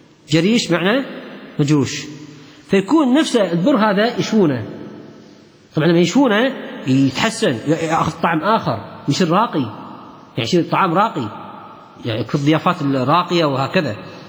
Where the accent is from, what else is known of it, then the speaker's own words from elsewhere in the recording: Kuwait; حتى الخبز الإيراني عندنا في الكويت هذا غير قابل للتسخين